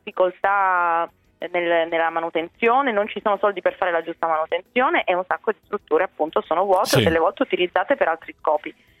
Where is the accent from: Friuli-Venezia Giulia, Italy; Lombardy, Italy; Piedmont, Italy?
Piedmont, Italy; Turin; io vengo da Torino